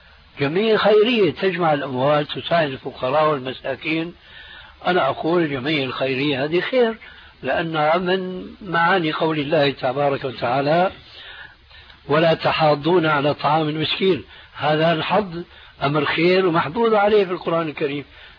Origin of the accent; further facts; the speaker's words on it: Syria; بلدي يعني سوريا